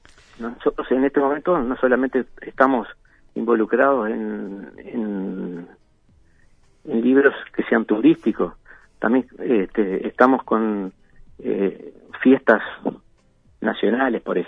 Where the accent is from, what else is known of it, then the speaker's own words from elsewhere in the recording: Maldonado, Uruguay; a pesar que yo soy nativo de acá de Maldonado